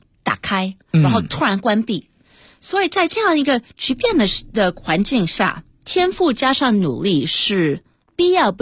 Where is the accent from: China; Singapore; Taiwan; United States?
United States; 我小时候因为我们在美国长大，我是1969年出生的，所以我在也许1970年代在美国长大的时候，我是一个当时在美国的中国人是一个非常小的少数民族。